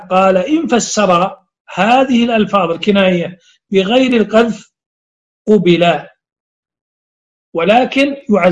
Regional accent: Saudi Arabia; هذه الكلمة غير معروفة عندنا في السعودية

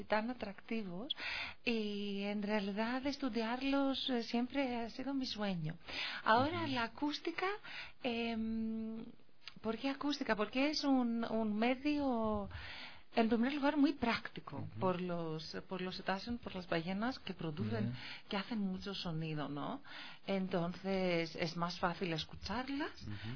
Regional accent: Greece; Spanish is a second language; Mi motivación, en primer lugar, es mi amor por el mar, el océano y el medio ambiente. Es que vengo de Grecia, entonces.

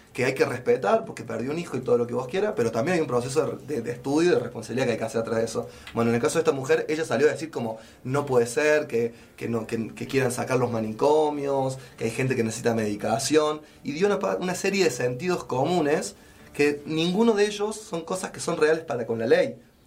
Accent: Córdoba, Argentina; por lo menos para mí como como cordobés y bueno, y como profesional de salud

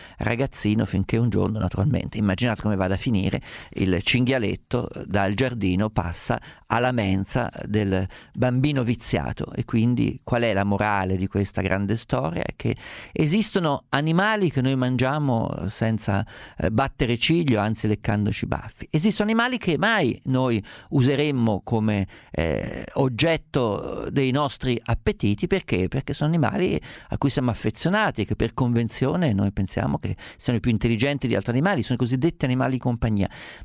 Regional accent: Umbria, Italy; mi piace il maiale perché sono umbro

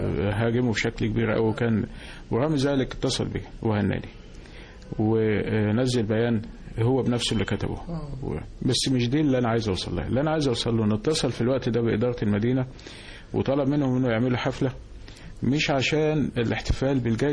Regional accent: Egypt; انا دايما بقول احنا عندنا في مصر ما شاء الله عندنا كميات من المواهب والخبرات

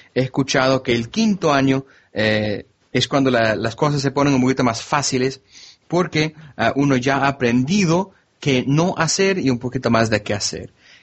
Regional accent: Miami, Florida, United States; Spanish is a second language; Originalmente soy de Miami, del sur de Florida. Entonces yo crecí con mucha gente de la cultura hispana.

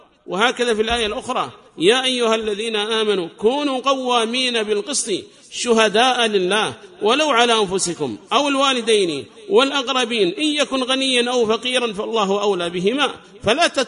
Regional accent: Yemen; ليس لك شأن عندنا في اليمن

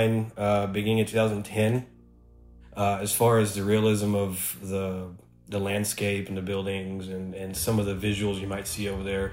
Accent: Oklahoma City, Oklahoma, United States; I'm from Oklahoma City, Oklahoma.

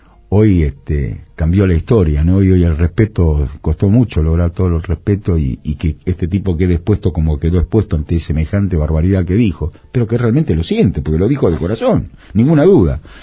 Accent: Buenos Aires, Argentina; yo nací en Corrientes y Pringles.

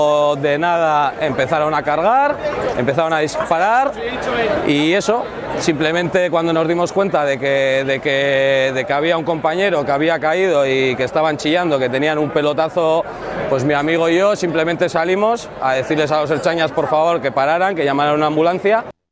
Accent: Santander, Cantabria, Spain; la de soy de Santander, que no entiendo lo que pasaba

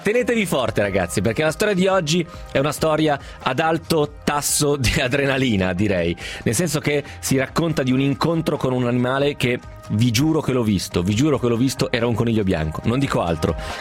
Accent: Bergamo, Lombardy, Italy; ho 50 anni e vengo da Bergamo.

